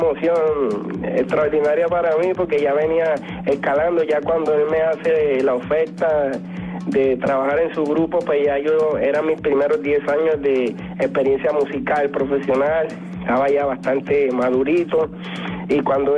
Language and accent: Spanish; Puerto Rico; productores de música en mi país, Puerto Rico